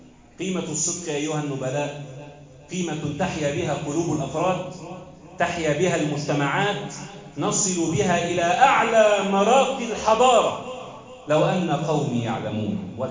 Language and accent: Arabic; Egypt; بلدنا مصر